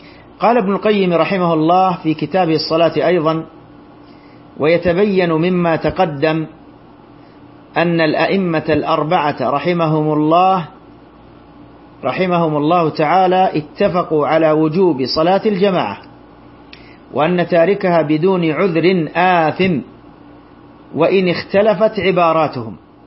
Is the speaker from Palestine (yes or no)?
no; Saudi Arabia; وهذا ما عليه فتوى اللجنة الدائمة عندنا بالمملكة العربية السعودية